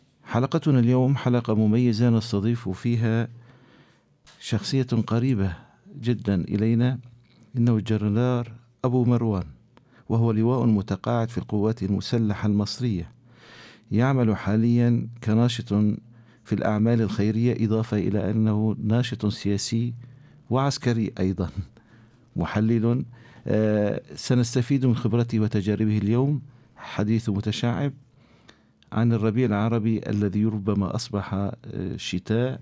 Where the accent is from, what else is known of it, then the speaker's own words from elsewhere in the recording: Syria; now in Gaziantep, Turkey; وحاليا نلتقي معك أنا كسوري في مدينة عنتاب،